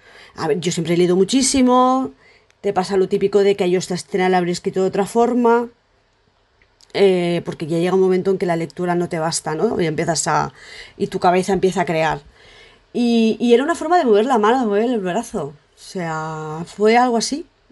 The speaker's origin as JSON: {"language": "Spanish", "town": "Aldaia", "region": "Valencian Community", "country": "Spain", "tie": "born there", "said": "soy valenciana, nací en Aldaya, ahora vivo en Paiporta, 48 años, arquitecta, soy madre, tengo dos hijos"}